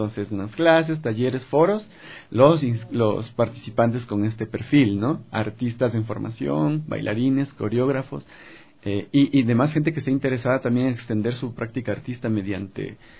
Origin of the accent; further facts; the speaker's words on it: Ambato, Tungurahua, Ecuador; En Ambato. Yo soy de Ambato